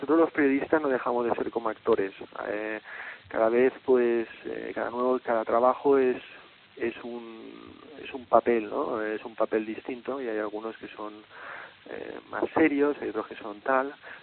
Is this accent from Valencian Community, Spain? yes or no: yes; Valencia, Valencian Community, Spain; moved away as an adult; Salí de Valencia, en aquel momento no se podía estudiar periodismo ahí, tuve que ir a Barcelona